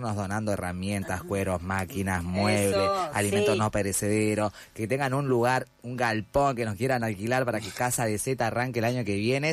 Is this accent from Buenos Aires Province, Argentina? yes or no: no; Salta, Argentina; yo soy del interior, soy de Salta.